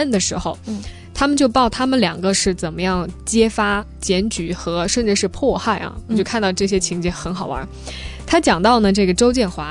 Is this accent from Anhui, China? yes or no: no; Jiangxi, China; 说我的老家江西。